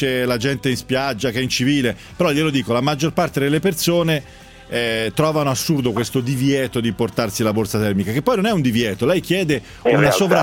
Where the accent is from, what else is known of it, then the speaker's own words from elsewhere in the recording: Tuscany, Italy; che si paga anche in Toscana dalle mie parti, 15 euro.